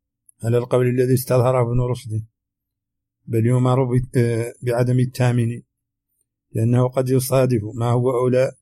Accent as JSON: {"language": "Arabic", "country": "Mauritania", "accent": "Hassaniya", "said": "هذه ترجمة كلمات من لهجتنا الحسانية أردت في هذا الشريط، قد تخفى على العربي الفصيح"}